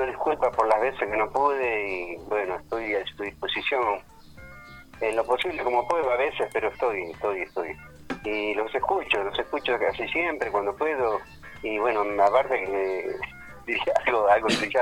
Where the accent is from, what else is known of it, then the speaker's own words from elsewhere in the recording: Almirante Brown, Buenos Aires Province, Argentina; Yo nací en Capital, desgraciadamente digo a veces, pero me crié, viste, nací acá en Almirante Brown, digamos, prácticamente en Encalzada, estuve en Mármol, y hace 60 años que vivo acá en Claypole.